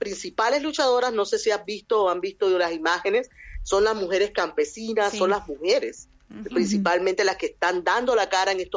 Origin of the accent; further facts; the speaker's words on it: Venezuela; now in Peru; el único migrante que existe ahora mismo en Perú es venezolano. Todos somos venezolanos.